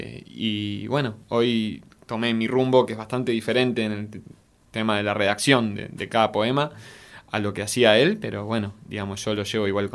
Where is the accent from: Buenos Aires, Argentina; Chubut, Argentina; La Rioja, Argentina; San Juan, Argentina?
Buenos Aires, Argentina; soy oriundo de Villa Lugano, acá cerquita, pero estoy por Alberdi y Puan más o menos